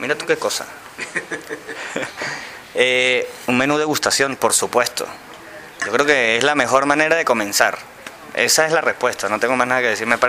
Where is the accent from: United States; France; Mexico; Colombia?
France; Yo vengo de Francia también, ojo al dato.